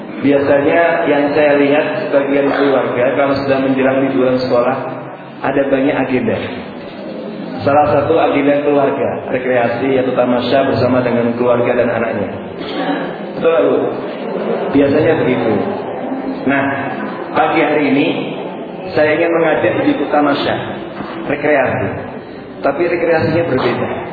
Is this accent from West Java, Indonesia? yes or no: no; Gresik, East Java, Indonesia; born there; jadi ya saya lahir di Jawa Timur, Gresik.